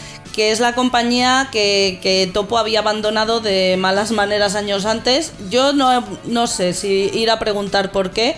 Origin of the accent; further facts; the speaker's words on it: Madrid, Community of Madrid, Spain; born there; A ver, sí, nací en Madrid, pero no soy de aquí.